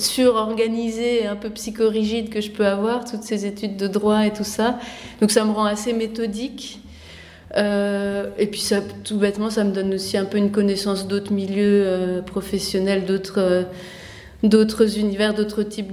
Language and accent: French; Nancy, Grand Est, France; born there; moi, je suis née à Nancy, c'est ma toute première exposition personnelle dans ma ville.